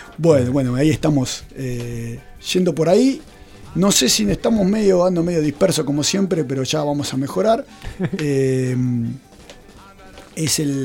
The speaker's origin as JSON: {"language": "Spanish", "region": "Buenos Aires Province", "country": "Argentina", "said": "porque como yo soy de Buenos Aires, ir a Luján es algo habitual."}